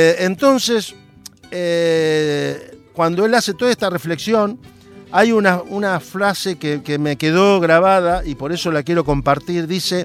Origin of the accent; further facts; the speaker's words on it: interior, Argentina; now in Buenos Aires, Argentina; cuando mi familia, como muchos argentinos, tuvimos que emigrar por trabajo de mi padre, del interior de Argentina a rumbo a dónde, a la capital federal, a Buenos Aires